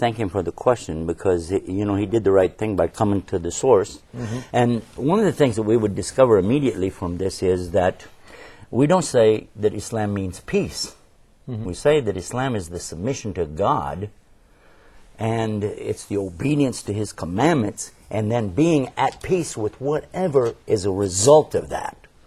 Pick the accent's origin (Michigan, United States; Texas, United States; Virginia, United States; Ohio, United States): Texas, United States; But I have to correct you, I'm from Texas.